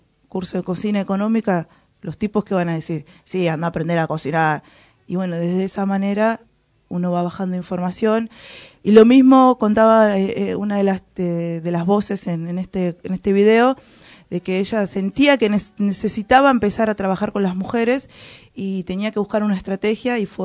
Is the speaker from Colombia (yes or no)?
no; Argentina; también no soy de Guatemala, pero en Argentina también hay mucha estructura machista